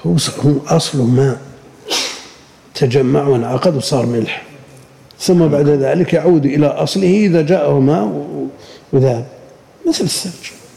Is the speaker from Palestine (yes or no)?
no; Al-Qassim, Saudi Arabia; هذا الملح اللي بشجر والشقة عندنا بالقصيم وغيره